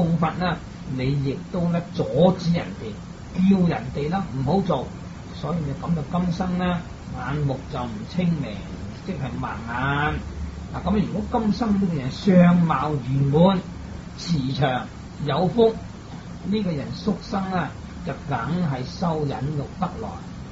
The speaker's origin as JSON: {"language": "Cantonese", "region": "Guangdong", "country": "China", "said": "相反我們廣東人又是近海這些鄉村，個個都吃海鮮吃魚吃肉"}